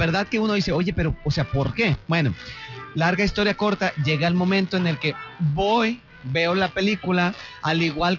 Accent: Mexico; Como mexicano que creció viviendo la tradición de Día de los Muertos

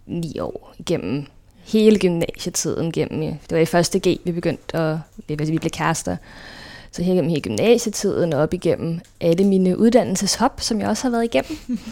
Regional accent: Glostrup, Capital Region of Denmark, Denmark; born there; Jeg blev født på Glostrup sygehus en decemberdag

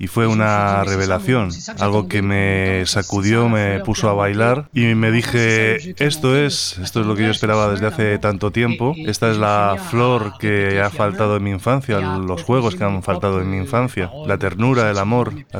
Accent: Réunion; Yo soy de La Reunión, de la Isla de La Reunión, donde se toca el maloya.

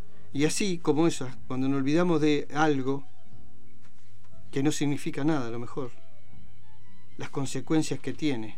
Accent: Argentina; momento triste de la vida, de los tantos que hemos tenido nosotros como argentinos

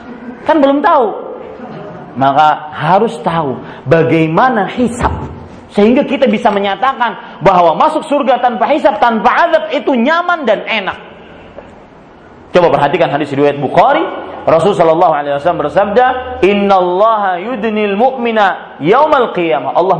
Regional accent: Banjarmasin, South Kalimantan, Indonesia; kalau di Banjarmasin di kota saya dari Kalimantan Selatan

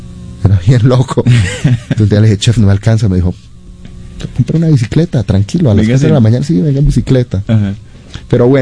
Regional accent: Bogotá, Colombia; now in Israel; Yo tengo muy buenos recuerdos de mi infancia, de mi adolescencia en Bogotá.

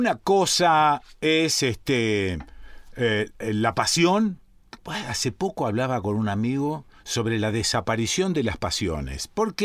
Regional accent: Rosario, Santa Fe, Argentina; viste cómo somos los santafesinos y cómo somos los rosarinos. Nunca decimos que somos santafesinos. Siempre decimos que somos rosarinos, como si fuese otra provincia

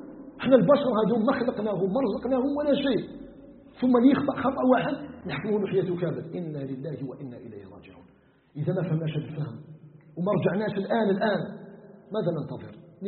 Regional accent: Algeria

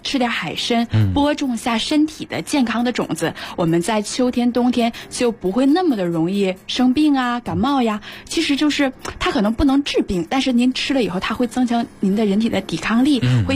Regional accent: Northeast China, China; accent: Northeastern; 用我们东北话说特别轴的人

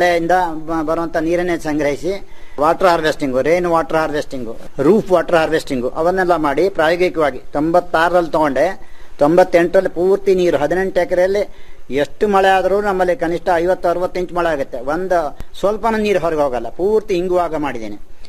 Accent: Yellapur, Karnataka, India; now in Sagar, India; ನಾನು ಮೂಲತಃ ಯಲ್ಲಾಪುರದಿಂದ ಬಂದು ಈಗ ಸಾಗರ ಶಿವಮೊಗ್ಗ ಜಿಲ್ಲೆಯ ನಿವಾಸಿಯಾಗಿ ಇದ್ದೀನಿ.

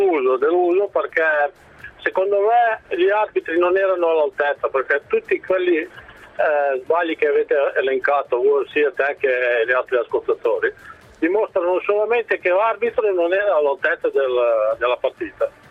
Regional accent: Croatia; now in Italy; sono un croato che abita da tanto tempo in Italia.

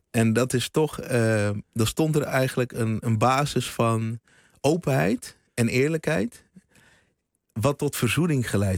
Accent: Houten, Utrecht, Netherlands; in Houten, waar ik opgegroeid ben. Later ben ik naar de Bijlmer verhuisd

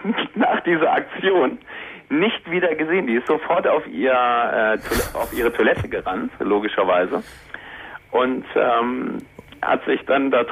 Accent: Northern Germany, Germany; ich komme nicht aus Bochum, ich komme aus Norddeutschland.

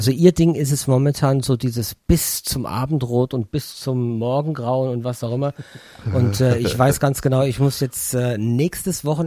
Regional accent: Bingen, Rhineland-Palatinate, Germany; German is a second language; Das heißt, ich bin Engländer irischer Abstammung. Bin in Bingen, bin ich groß geworden. Meine Eltern, die sind nach Deutschland gezogen in den 60ern. Da war ich Kleinkind, habe dann im Kindergarten Deutsch gelernt.

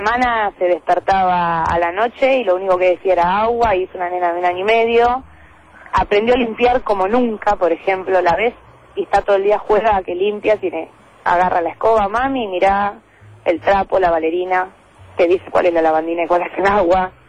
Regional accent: La Plata, Buenos Aires Province, Argentina; Lo digo yo, que soy platense, y lo digo por la ciudad de La Plata

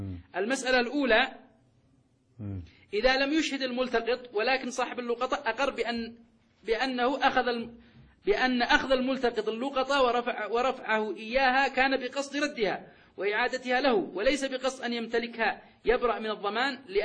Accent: Yemen; هذا موجود في الخدمة المدنية عندنا في اليمن

